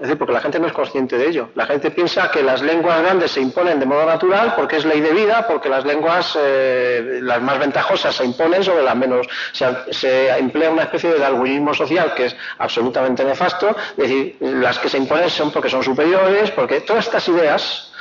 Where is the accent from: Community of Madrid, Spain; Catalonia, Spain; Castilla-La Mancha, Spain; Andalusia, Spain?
Community of Madrid, Spain; Madrid; yo vengo de Castilla, es decir, yo vengo de Madrid, yo vengo de lo que es el centro político del Estado